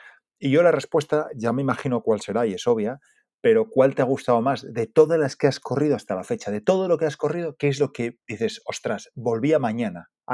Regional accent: Asturias, Spain; para los que somos de Asturias, como tú y como yo

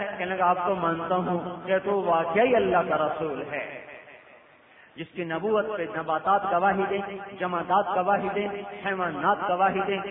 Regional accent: Multan, Punjab, Pakistan; چلو یہ تو بستی ہے، ضلع ملتان، میرا ضلع ملتان

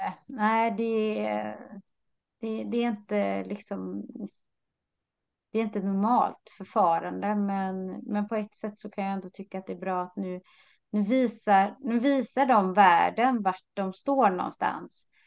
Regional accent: Sweden; Fastän jag är från Sverige så är det min svärfar som kommer från Italien.

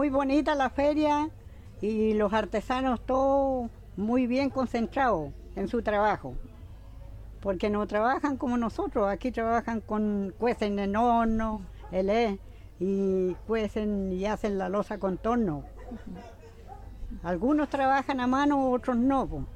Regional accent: Pilén, Maule, Chile; Soy de Pilén, pertenezco a Cauquenes, Maule. Nací y criada en Pilén.

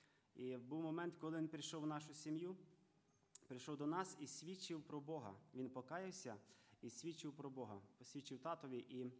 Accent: Ivano-Frankivsk Oblast, Ukraine; сам я з Івано-Франківщини. Зараз я в гостях брата Толіка і сестри Ані. Сестра Ані моя землячка, ми з одного села родом. Я родився і виріс в невіруючій сім'ї.

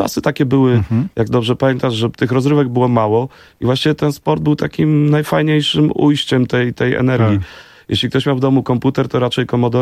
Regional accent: Warsaw, Masovian Voivodeship, Poland; ja jestem z Grochowa częściowo jestem ze Stegiem, to jak zwykle w Warszawie, tam ludzie się przeprowadzają

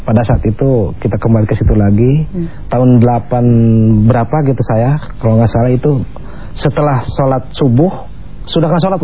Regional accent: Garut, West Java, Indonesia; also born or lived in Jakarta; asli saya orang Jawa Barat, orang Garut. Itu saya tahun sebelum tahun 70-an saya di Jakarta.

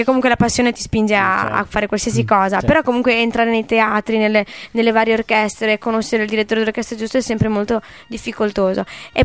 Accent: Codigoro, Emilia-Romagna, Italy; now in Villa del Bosco, Italy; Io sono originaria della provincia di Ferrara. Codigoro, ciao a tutti i codigoresi all'ascolto. Però abito in un altro grandissimo paese, famosissimo, che è Villa del Bosco, che è poco distante da Piove di Sacco.

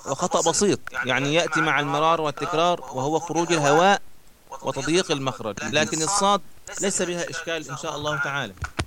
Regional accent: Egypt; بمقدار تسمى عندنا في مصر الإبرة

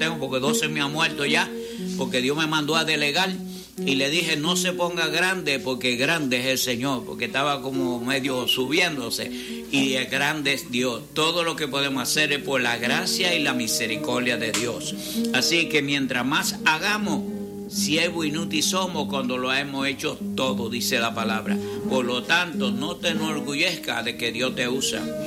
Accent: Dominican Republic; Yo me recuerdo en mi país, yo estaba cuando invadió los Estados Unidos en el mismo frente de guerra próximo al muelle.

